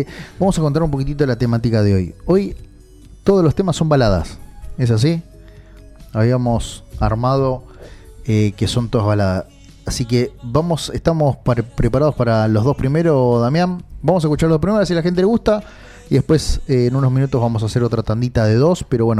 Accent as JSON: {"language": "Spanish", "country": "Argentina", "said": "no soy ni paraguayo, ni uruguayo, ni nada. O sea, soy argentino, amo mi patria"}